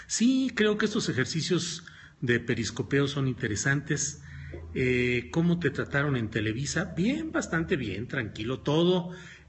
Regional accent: San Luis Potosí, Mexico; also born or lived in Torreón; porque yo nací en Torreón, Coahuila, aunque crecí en San Luis Potosí

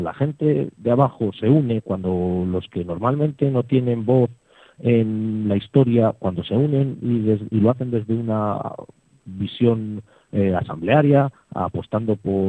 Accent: Burgos, Castile and León, Spain; yo, que no estoy en Burgos de forma continua, cuando me preguntan dónde soy y les digo que soy de Gamonal

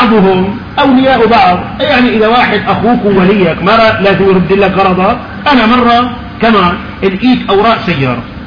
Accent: Syria; لك انا من قطر السوري

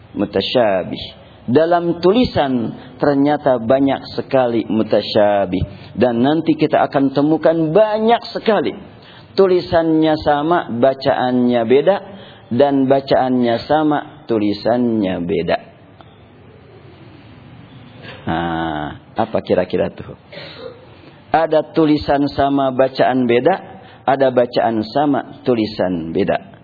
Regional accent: Bandung, West Java, Indonesia; Saya kan orang Bandung

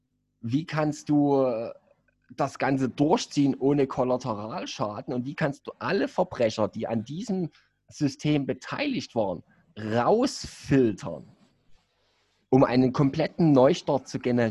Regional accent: East Germany, Germany; Ja, ich muss es halt als Ossi nochmal speziell anweisen.

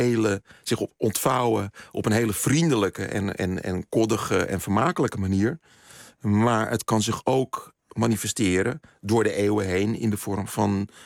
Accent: Zandvoort, North Holland, Netherlands; ik ben in Nederland opgegroeid.

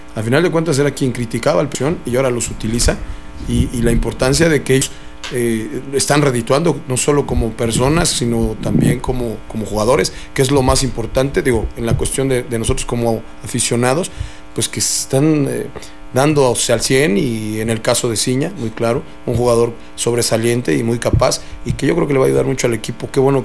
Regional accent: Mexico; a nosotros como mexicanos pues nos sale, ¿no? Somos gente más briosa, más de fuerza.

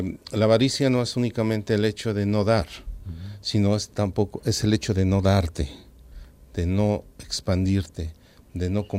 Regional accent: Mexico; Bueno, en mi país hay una cultura

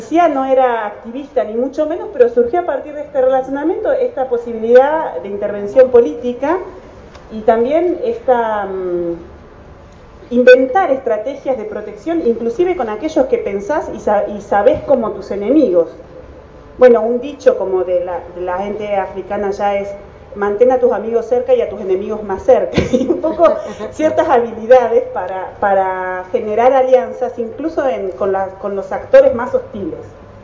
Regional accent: La Plata, Buenos Aires Province, Argentina; soy de La Plata. Volví de Sudáfrica ahora en diciembre y estoy acá desde diciembre.

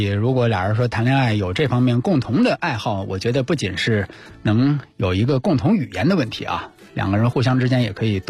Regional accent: Beijing, China; 咱们北京人自己自称啊，就北京大妞啊

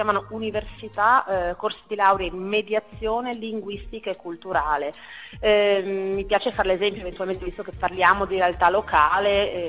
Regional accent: Padua, Veneto, Italy; io sono padovana e parlo anche un po' della realtà

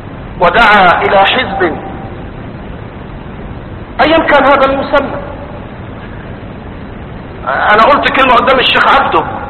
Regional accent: Egypt; أما دول اللي عندنا في مصر قاعدين

